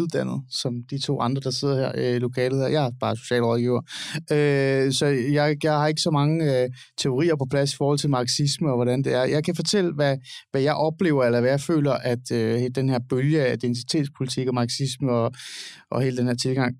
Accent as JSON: {"language": "Danish", "region": "Capital Region of Denmark", "country": "Denmark", "tie": "born or raised there", "said": "Jeg er vokset op i Nordsjælland."}